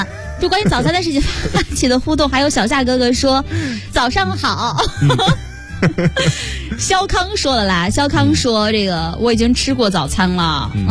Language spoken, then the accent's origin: Chinese; Zaozhuang, Shandong, China; 我是山东枣庄人嘛